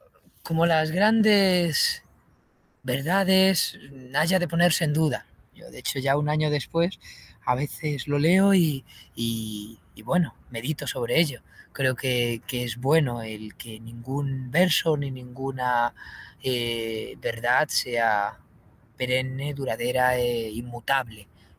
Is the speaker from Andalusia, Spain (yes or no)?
no; Getafe, Community of Madrid, Spain; es verdad que soy de Getafe, tengo muy cerca esas cigüeñas de Alcalá